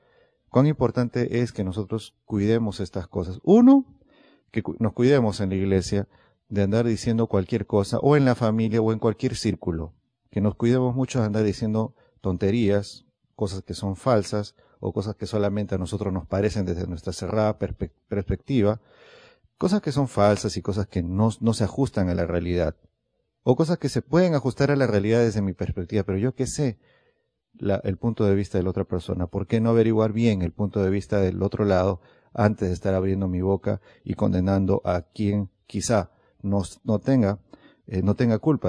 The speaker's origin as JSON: {"language": "Spanish", "region": "Lima", "country": "Peru", "said": "No, es en mi país hay un lugar peligroso, no voy a decir cuál es, hay un lugar peligroso ahí en Lima"}